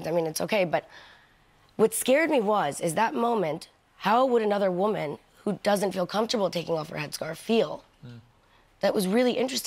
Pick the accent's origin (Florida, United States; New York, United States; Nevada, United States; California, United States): New York, United States; I mean, I'm from New York. I'm born and raised there, so I was a little intimidated.